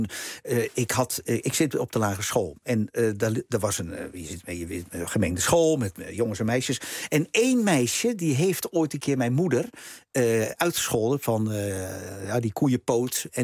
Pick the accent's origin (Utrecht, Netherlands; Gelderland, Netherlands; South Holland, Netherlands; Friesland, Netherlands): Utrecht, Netherlands; De Bilt; ik ben opgegroeid in de Bild.